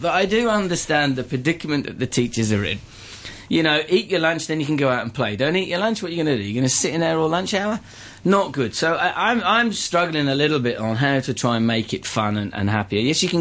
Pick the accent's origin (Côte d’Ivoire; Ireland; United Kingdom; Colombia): United Kingdom; England; I was born and bred in England. I am English. My father was... his father is from Cyprus. He's Greek. Greek Cypriot.